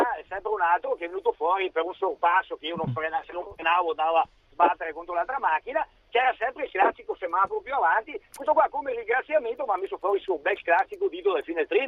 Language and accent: Italian; Vicenza, Veneto, Italy; sono di Vicenza ma sono a Milano tutti i giorni